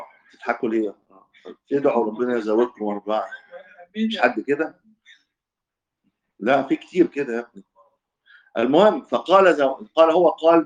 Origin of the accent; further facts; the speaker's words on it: Egypt; لان الدب عندنا في مصر يطلع الحمار